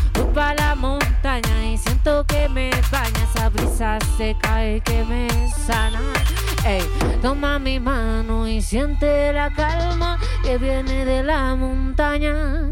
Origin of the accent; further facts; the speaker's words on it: Patagonia, Chile; vengo desde la Patagonia de Chile